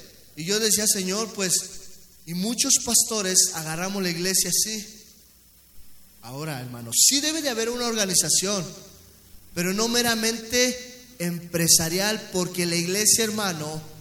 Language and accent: Spanish; Zumpango, State of Mexico, Mexico; Porque si somos, vamos, o sea, sin ofender, yo soy de Zumpango.